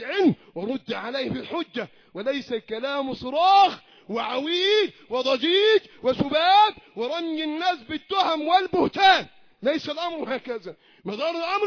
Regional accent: Egypt; اللهم احفظ بلدنا مصر وسائر بلاد

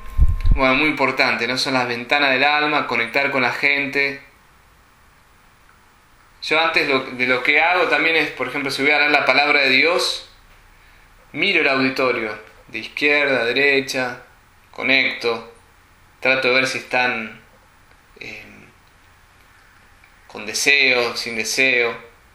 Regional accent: Argentina; En general, los argentinos usamos más las manos que los americanos. Somos medio italianos, ¿no?

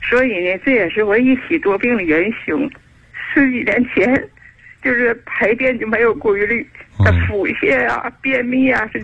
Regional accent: Shenyang, Liaoning, China; moved away as an adult; now in Chengdu, China; 我是地道的沈阳人。

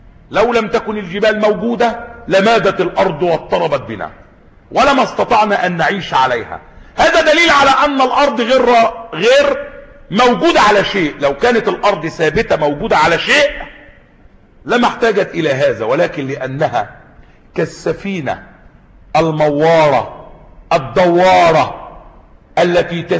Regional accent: Egypt; عندنا في مصر هنا

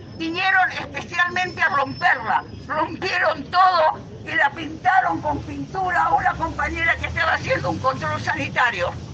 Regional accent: Argentina; por lo que somos como pueblo argentino

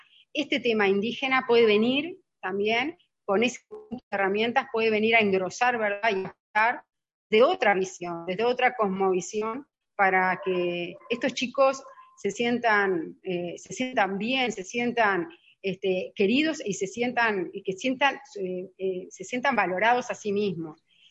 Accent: Uruguay; tenemos como uruguayos, yo también los tuve, un prejuicio muy grande hacia lo indígena

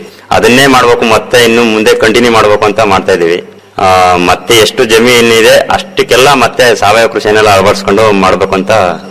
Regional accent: Mandanahalli, Karnataka, India; ನಮ್ಮ ಊರ್ಲೇ ನಮ್ಮ ಮಂಡನಹಳ್ಳಿ ಗ್ರಾಮದಲ್ಲಿ

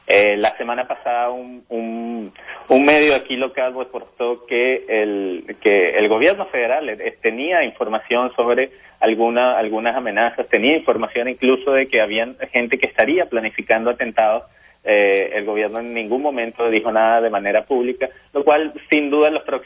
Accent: Venezuela; now in Montreal, Canada; Venezolano, originario de Venezuela, y ya tenemos aquí varios años en Montreal

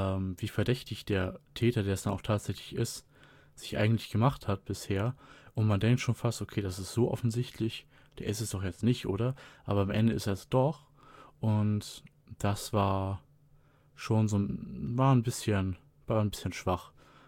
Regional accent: Germany; Wir als Deutsche gucken da ja leider ein bisschen in die Röhre.

